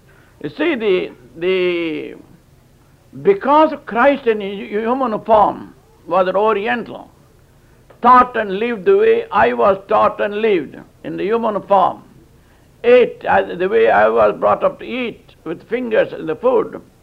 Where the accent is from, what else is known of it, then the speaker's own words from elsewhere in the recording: India; born there; English is a second language; So I was born in India as a Hindu, Orthodox Hindu at that. I was saved many years ago in India.